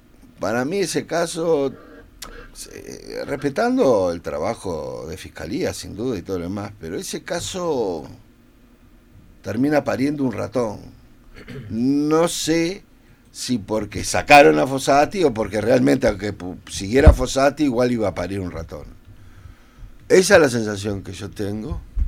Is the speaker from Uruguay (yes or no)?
yes; Uruguay; somos los uruguayos somos una sociedad alimentada de varios caracteres europeos